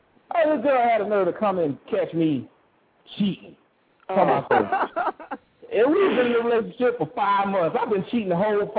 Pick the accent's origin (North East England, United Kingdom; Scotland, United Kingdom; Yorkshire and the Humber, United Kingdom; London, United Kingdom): North East England, United Kingdom; Sunderland; born there; I saw it from the time I was born in Sunderland. That's when I was born.